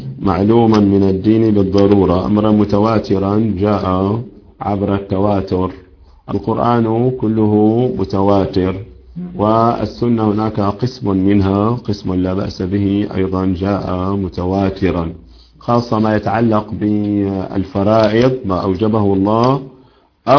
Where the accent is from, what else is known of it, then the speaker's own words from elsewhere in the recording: Syria; عندنا في الشام مثلا المؤذنون يزيدون بعد الأذان